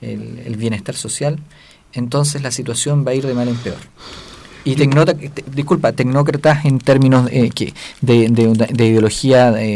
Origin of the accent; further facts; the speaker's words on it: Chile; Yo soy un chileno bien nacido, un roto cualquiera.